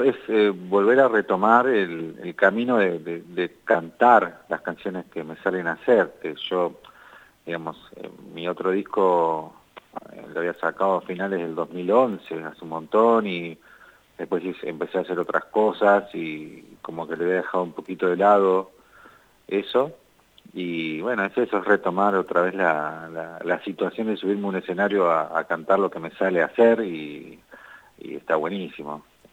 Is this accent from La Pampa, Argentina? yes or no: yes; General Pico, La Pampa, Argentina; estamos acá en la provincia, anoche tocamos en Pico, uh-huh. Acá en mi ciudad natal